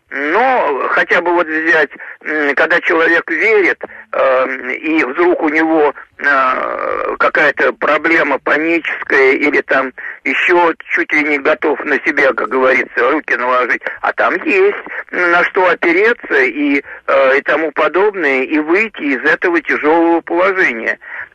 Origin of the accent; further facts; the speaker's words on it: Moscow, Russia; я, значит, москвич, родился в конце 43-го в Москве